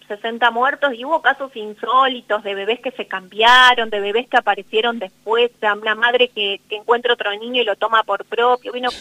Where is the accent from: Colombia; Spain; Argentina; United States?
Argentina; San Justo; era poder conectarlo con mi infancia en San Justo